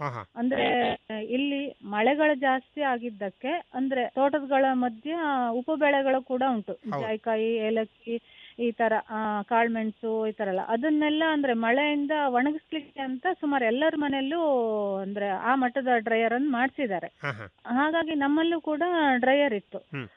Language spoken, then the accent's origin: Kannada; Sirsi, Karnataka, India; ಶಿರಸಿ ಹತ್ತಿರ ನಮ್ಮ ಊರು.